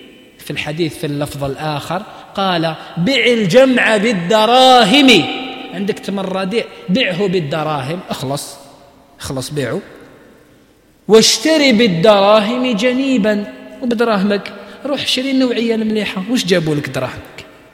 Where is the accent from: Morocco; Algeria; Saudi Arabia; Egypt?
Algeria; موجودة في بعض المناطق عندنا في الجزائر مازالوا يقولوها